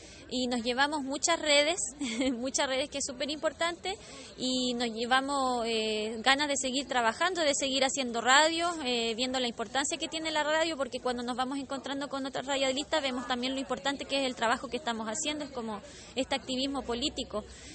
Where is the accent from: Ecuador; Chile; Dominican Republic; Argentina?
Chile; soy de Chile